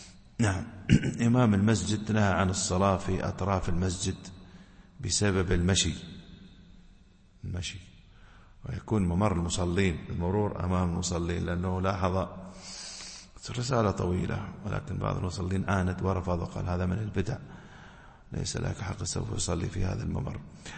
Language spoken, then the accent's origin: Arabic; United Arab Emirates; في كثير من المساجد عندنا في الإمارات